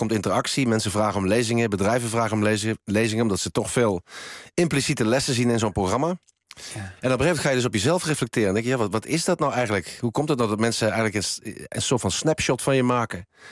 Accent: Helmond, North Brabant, Netherlands; Ik heb een jeugd gehad in Helmond. In een heel eenvoudig arbeidersgezin opgegroeid.

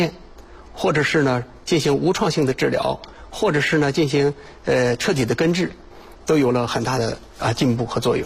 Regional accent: China; 解放前影响我们中国人寿命

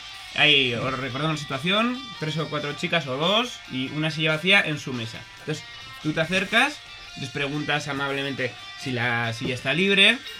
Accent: Basque Country, Spain; como los vascos se nos da esto también, ¿verdad?

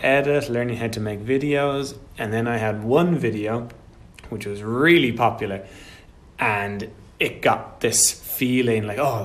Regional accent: Ireland; So, of course, I'm born and bred in Ireland. So most of my point of view is from my Irish culture, Irish background.

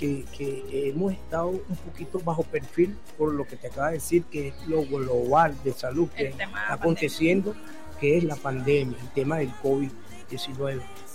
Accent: Caracas, Capital District, Venezuela; Pero decir que somos de San Agustín a nivel internacional

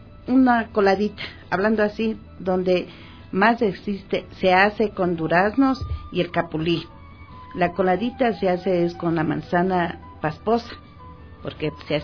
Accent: Ambato, Tungurahua, Ecuador; tengo ese orgullo de ser ambateña.

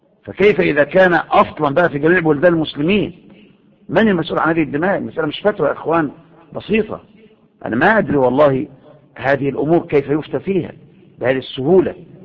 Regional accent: Egypt; المظاهرات اللي عندنا في مصر

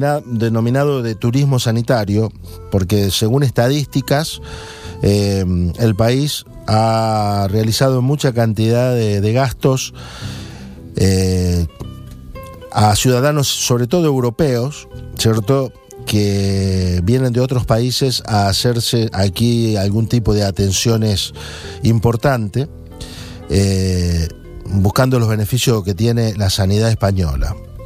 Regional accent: Argentina; Somos argentinos, lo relacionan al gaucho argentino.

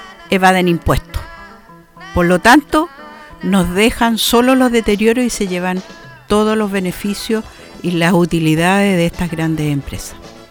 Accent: Chile; como pobladores como participantes de este país, como pueblo chileno

